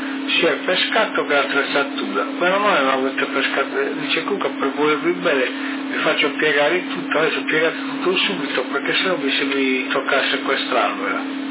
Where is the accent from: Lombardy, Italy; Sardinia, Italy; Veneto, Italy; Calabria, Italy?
Sardinia, Italy; guarda che siamo sardi, noi non siamo continentali. Anche noi apparteniamo alle provincia di Sassari, Alghero